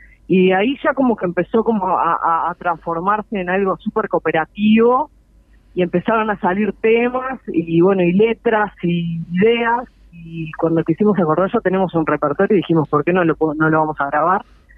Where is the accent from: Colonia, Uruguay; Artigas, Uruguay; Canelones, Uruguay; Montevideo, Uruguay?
Montevideo, Uruguay; Sí, mirá, somos, la mayoría somos de Montevideo